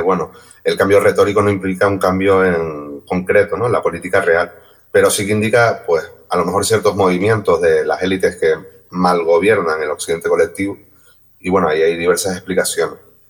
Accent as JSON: {"language": "Spanish", "region": "Canary Islands", "country": "Spain", "said": "también es un problema nuestro como Canarias, ¿no?"}